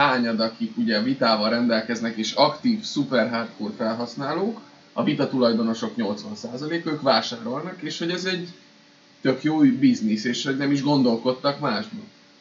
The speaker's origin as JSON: {"language": "Hungarian", "region": "Budapest", "country": "Hungary", "said": "Tehát azért budapestiként találkozol külföldiekkel"}